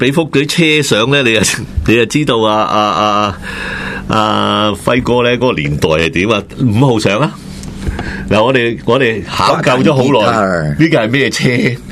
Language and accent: Cantonese; Hong Kong; 我哋香港人講嘅 yes